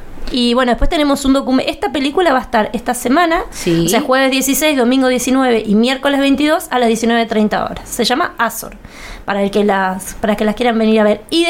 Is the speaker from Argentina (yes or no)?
yes; Argentina; Siendo argentinos, tal vez tal en otros países.